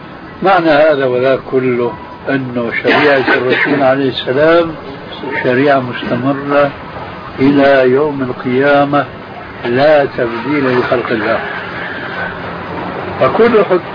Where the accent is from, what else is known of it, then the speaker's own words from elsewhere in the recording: Syria; في بنطلون عندنا في الشام مضى عليه زمان يسموه شارلستون